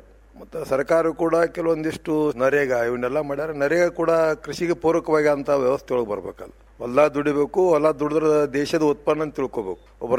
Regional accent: Rolle, Karnataka, India; now in Basavana Bagewadi, India; ನಾವು ಮೂಲತಃ ಬಾಲ್ಕೋಡ್ರ ಜಿಲ್ಲಾ ಬೀಳಿಗೆ ತಾಲೂಕು ರೊಳ್ಳೆ ಗ್ರಾಮದವರು.

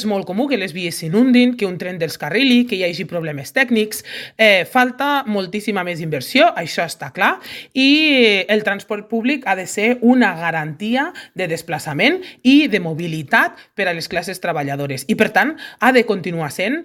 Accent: Lleida, Catalonia, Spain; La gent que venim de Lleida no tenim una alternativa mitjançant el tren convencional

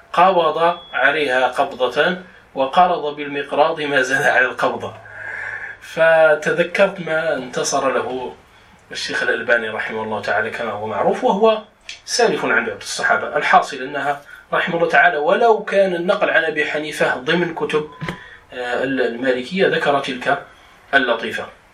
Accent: Morocco; وهو المعروف عندنا بالخز، يعني في دارجتنا المغربية نقول الخز لهذا الطحلب وما على شاكلته.

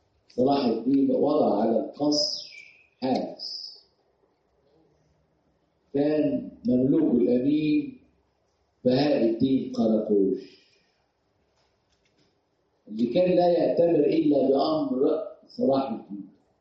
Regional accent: Egypt; بتهمنا، لأن إحنا مصريين.

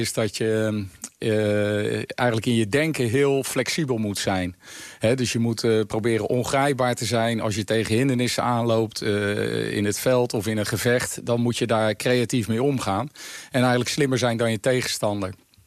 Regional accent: Netherlands; En daar zijn we eigenlijk als Nederlanders ook heel erg goed in.

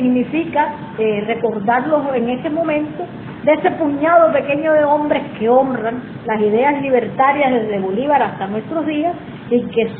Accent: Cuba; Y como cualquier cubano más, significa lo mismo que creo que para la mayoría.

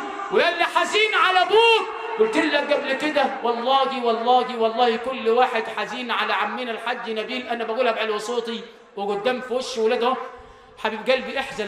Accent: Sharqia Governorate, Egypt; علمونا كده عندنا في الشرقية

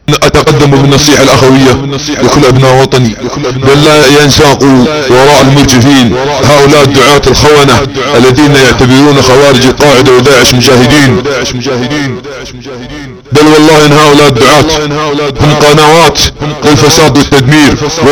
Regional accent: Saudi Arabia; انا سعودي عاقل، عندي كيان ووطن

